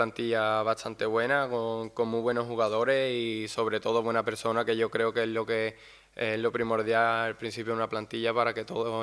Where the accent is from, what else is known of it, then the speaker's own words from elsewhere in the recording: Seville, Andalusia, Spain; Yo vengo de Sevilla y hace bastante calor y la verdad que aquí es un clima bastante parecido